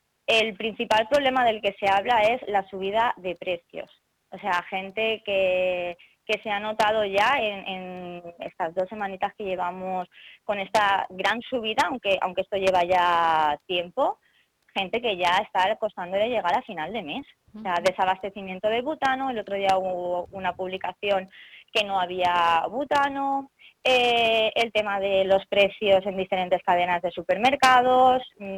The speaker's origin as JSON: {"language": "Spanish", "town": "Elche", "region": "Valencian Community", "country": "Spain", "said": "somos de Elche, vamos a reivindicarnos, vamos a decir lo que pensamos y vamos a unirnos"}